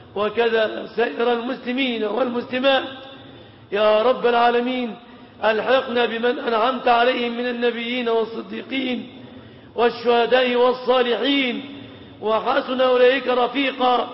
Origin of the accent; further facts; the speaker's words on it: Egypt; اللهم سلم بلادنا مصر